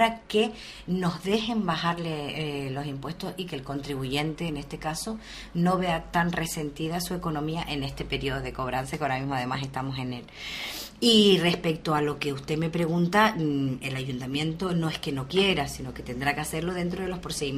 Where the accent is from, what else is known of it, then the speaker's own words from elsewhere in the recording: Uga, Canary Islands, Spain; nosotros somos del pueblo de Uga